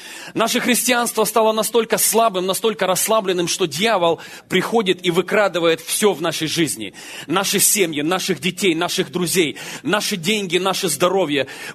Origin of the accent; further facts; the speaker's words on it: Ukraine; я рос на Украине на улице, а на улице жесткие законы.